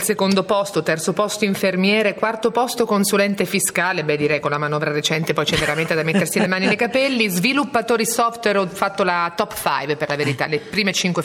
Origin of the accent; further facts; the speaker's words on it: Marche, Italy; now in Milan, Italy; io sono marchigiana e abito a Milano